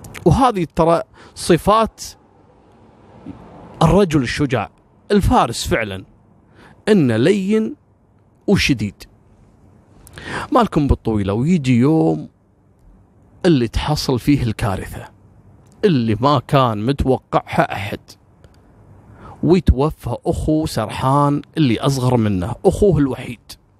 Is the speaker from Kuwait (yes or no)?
yes; Kuwait; أنا ككويتي مثلا أو الكويتيين ممكن لهم موقف من العراق